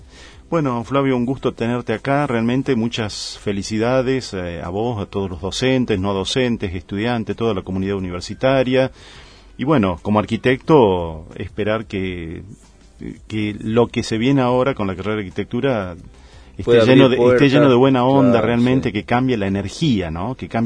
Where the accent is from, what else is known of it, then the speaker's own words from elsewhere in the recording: Tucumán, Argentina; yo soy tucumano, viví en Tucumán cuando era jovencito